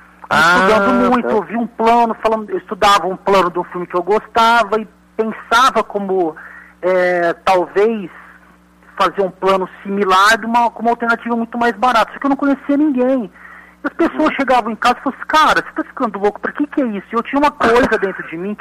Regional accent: Ribeirão Preto, São Paulo, Brazil; Eu sou aqui de Ribeirão Preto, né, interior de São Paulo. Uhum. E eu, desde criança, sempre gostei de filmes de terror. Eu nasci nos anos 80.

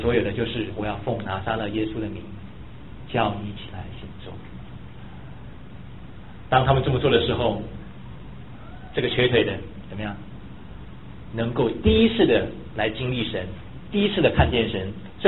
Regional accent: Taiwan; 我从台湾来的时候

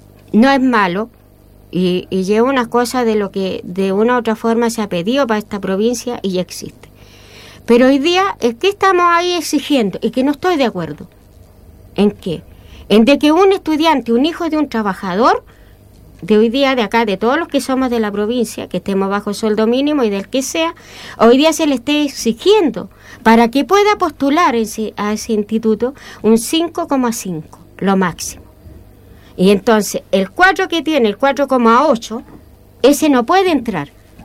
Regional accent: Chile; también eso para mí es indigno, como mujer chilena

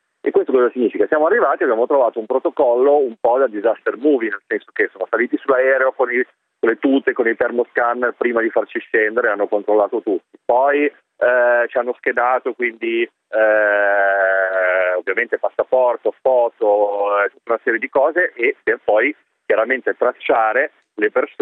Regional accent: Milan, Lombardy, Italy; now in Russia; io da milanese, quindi in questi mesi in contatto con amici a Milano

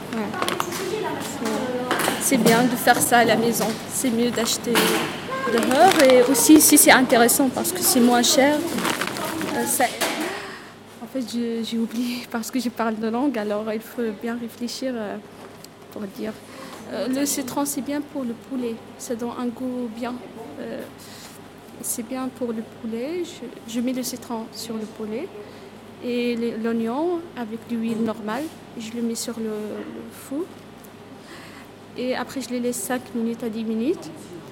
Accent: Meknès, Fès-Meknès, Morocco; French is a second language; Meknès. Mais il y a parce que la classe c'est Meknès, Azro, c'est le centre de Maroc en fait.

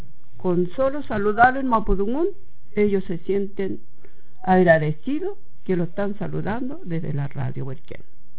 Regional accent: Isla Huapi, Los Ríos, Chile; soy de la Isla Guapi.

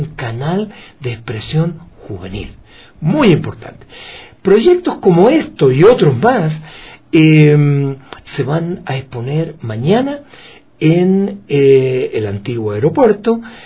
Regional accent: Ecuador; accent: Chilean-tinged; achilenado, pero yo soy más ecuatoriano que chileno.

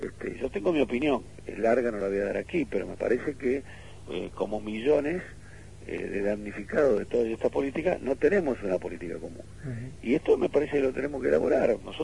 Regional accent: Argentina; habrá que rediscutir nosotros como argentinos.

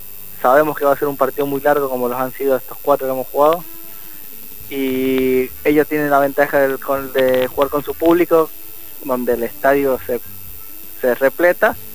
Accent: San Juan, Argentina; jugar una final en San Juan, en mi tierra, es algo que siempre lo soñé.

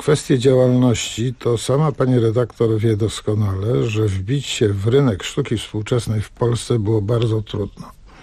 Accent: Pionki, Masovian Voivodeship, Poland; Przez wiele lat byłem dyrektorem Domu Kultury w Pionkach właśnie, gdzie mieszkam, skąd pochodzę i gdzie jestem również radnym

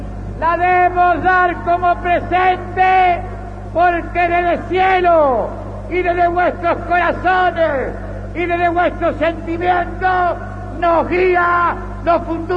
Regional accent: Argentina; como presidente argentino y como ciudadano argentino

